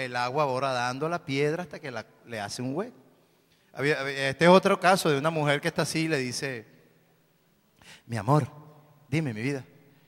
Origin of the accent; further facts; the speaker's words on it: Caracas, Capital District, Venezuela; Yo en el barrio, yo soy de La Vega, en el barrio mío había una muchacha que me gustaba mucho hace tiempo.